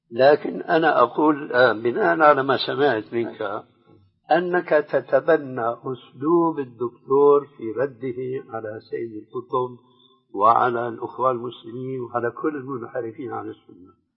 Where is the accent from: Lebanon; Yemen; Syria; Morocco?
Syria; كما يقولون عندنا في الشام نص الكلام ما عليه جواب